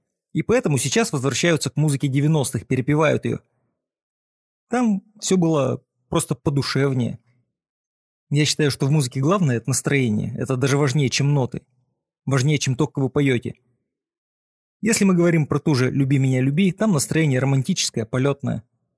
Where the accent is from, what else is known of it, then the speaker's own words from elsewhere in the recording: Saint Petersburg, Russia; Мы сами из Питера